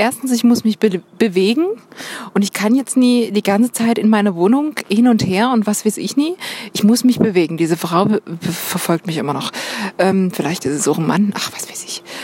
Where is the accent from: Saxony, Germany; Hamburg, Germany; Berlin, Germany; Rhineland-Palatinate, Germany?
Saxony, Germany; Dresden; Und ich komme übrigens ursprünglich aus Dresden, wie man hört. Gewöhnt euch dran.